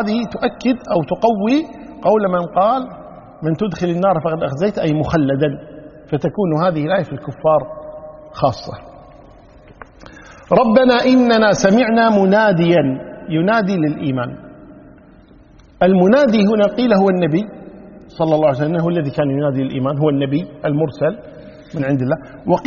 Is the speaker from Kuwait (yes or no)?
yes; Kuwait; ونحن عندنا في الكويت هنا النساء شو يقولون؟